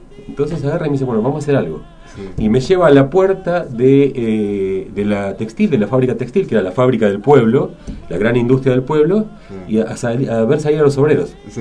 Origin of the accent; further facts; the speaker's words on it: Colonia, Uruguay; born there; Hay un pueblo cerca de Colonia, yo nací en Colonia